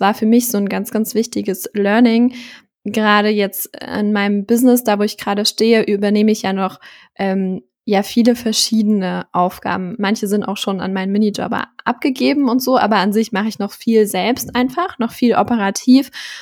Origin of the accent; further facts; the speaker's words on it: Thuringia, Germany; ich komme ja vom Dorf, aus Thüringen. Und da wohne ich jetzt immer noch, auch noch nach dem Abi.